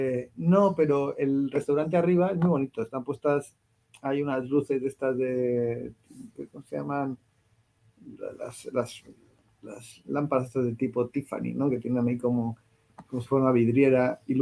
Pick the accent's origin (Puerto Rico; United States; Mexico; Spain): Spain; soy un cómico de España